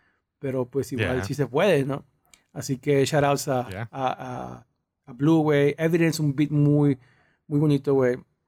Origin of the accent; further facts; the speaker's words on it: Los Angeles, California, United States; born there; yo sí nací en Los Ángeles, güey. No sé si sabías, yo nací allá.